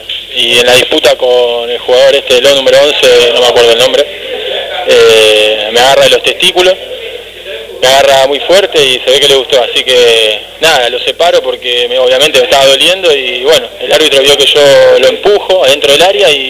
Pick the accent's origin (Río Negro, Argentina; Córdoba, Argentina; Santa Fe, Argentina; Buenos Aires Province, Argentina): Buenos Aires Province, Argentina; Ituzaingó; yo nací, crecí, jugué 7 años en Ituzaingó